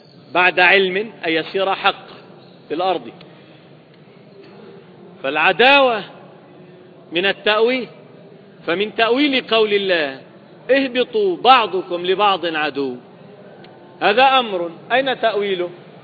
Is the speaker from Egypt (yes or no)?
no; Libya; الآن تقصف بلادنا ليبيا